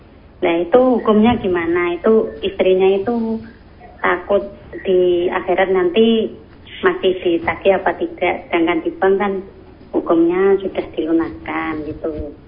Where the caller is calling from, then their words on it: Nganjuk, East Java, Indonesia; Oh, ini dari Pukotim Nganjuk.